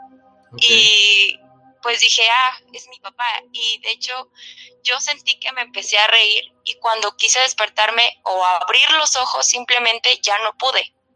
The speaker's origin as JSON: {"language": "Spanish", "town": "Tláhuac", "region": "Mexico City", "country": "Mexico", "said": "de México. Soy de Tlahuita la Bella."}